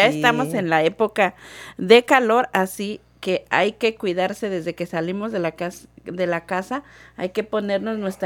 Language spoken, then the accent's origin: Spanish; Mexico; Y en México, bueno, nosotros somos de México, ¿verdad?